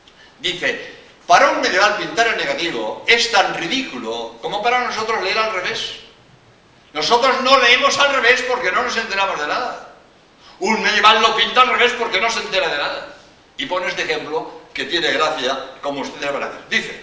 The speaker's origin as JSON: {"language": "Spanish", "town": "Barcelona", "region": "Catalonia", "country": "Spain", "tie": "born there", "lives_now": "Cádiz, Spain", "said": "yo nací en Barcelona, pero llevo, pues en Cádiz llevo 36 años, ¿no? Y bien, en Andalucía, como jesuita, soy andaluz."}